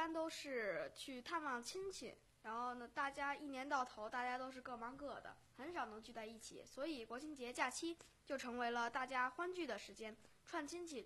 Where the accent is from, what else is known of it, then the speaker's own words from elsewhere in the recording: Beijing, China; 我的老家在北京海淀，首先呢我们老家在那个北京海淀区农科院，